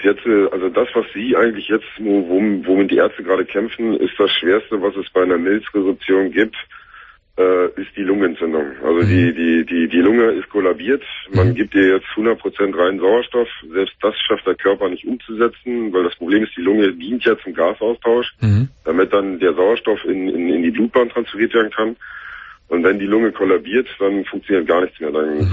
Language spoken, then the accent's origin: German; Berlin, Germany; moved away as an adult; ich bin schon seit Jahren weg aus Berlin. Also ich bin selber in Berlin geboren und auch bis zu meinem 22., 23. Lebensjahr habe ich hier verbracht.